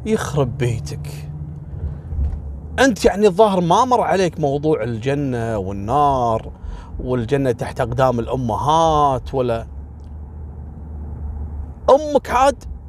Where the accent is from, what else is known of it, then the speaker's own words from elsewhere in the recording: Kuwait; ذاك اليوم عندنا في الكويت